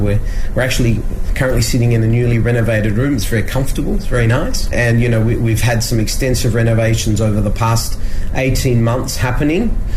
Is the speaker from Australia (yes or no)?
yes; Perth, Western Australia, Australia; moved away as an adult; now in Beijing, China; general manager of the Park Hyatt Beijing. I'm from Australia, Perth, which is on the west coast.